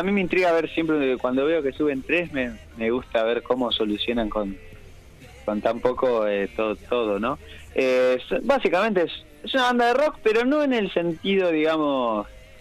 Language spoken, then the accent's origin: Spanish; Mar del Plata, Buenos Aires Province, Argentina; Estaba por salir a adquirir alimentos acá en mi ciudad natal, Mar del Plata.